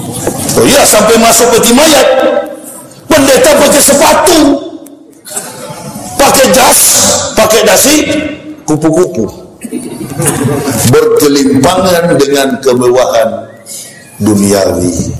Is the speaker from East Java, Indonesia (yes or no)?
no; Manado, North Sulawesi, Indonesia; Saya ini orang Manado, lahir dan besar di Manado, sekolah di Manado, Manado asli. Enggak ada campuran. Nenek moyang opa-oma saya asli Manado.